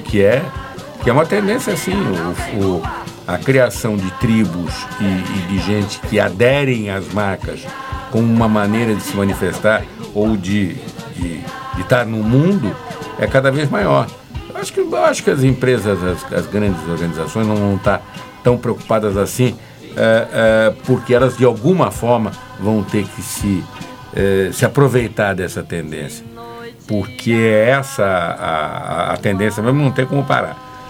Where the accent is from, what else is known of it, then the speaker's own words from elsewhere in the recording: São Paulo, Brazil; Eu sou paulista, hein? Eu sou paulista.